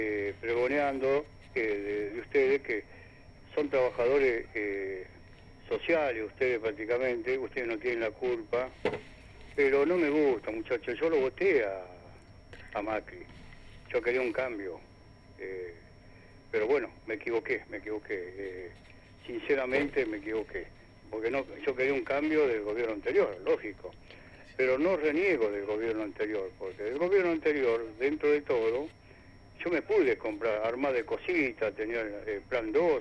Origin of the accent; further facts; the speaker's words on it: Argentina; Soy argentino.